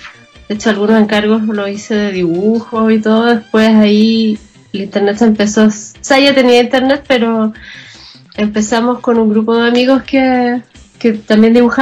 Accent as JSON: {"language": "Spanish", "town": "Santiago", "region": "Santiago Metropolitan", "country": "Chile", "tie": "born or raised there", "said": "Sí, yo nací, me crié y vivo acá en Santiago de Chile."}